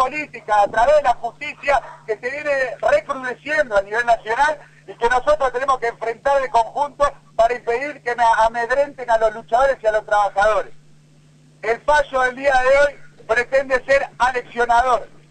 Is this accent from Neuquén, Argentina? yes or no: no; Río Gallegos, Santa Cruz, Argentina; después de años he venido a Patagonia, a mi Patagonia porque soy de Río Gallegos